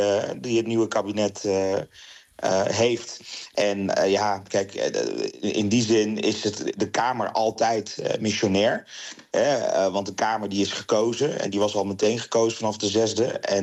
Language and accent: Dutch; Eindhoven, North Brabant, Netherlands; ik kom zelf uit Eindhoven, dus niet de Randstad.